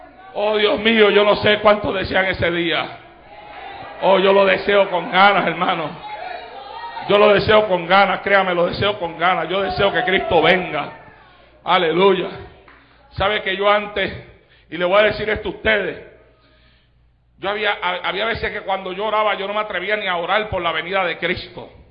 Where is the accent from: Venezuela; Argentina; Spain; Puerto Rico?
Puerto Rico; fue una celebración en Puerto Rico y entonces llegó a ir hasta mi pueblo y cuando llegó a nuestro pueblo le hicieron un recibimiento tremendo